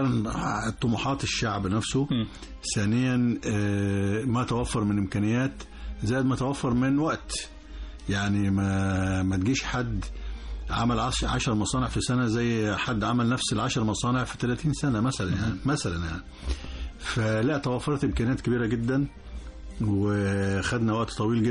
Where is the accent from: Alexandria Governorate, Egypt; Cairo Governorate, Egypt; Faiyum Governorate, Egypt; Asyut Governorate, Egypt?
Asyut Governorate, Egypt; Asyut; طبعا أنا يعني أنا بلدي أسيوط